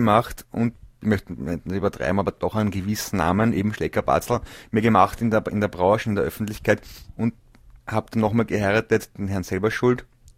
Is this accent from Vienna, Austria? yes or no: yes; Vienna, Austria; born there; bin ich geboren in Wien 13, in frühen 60er Jahren.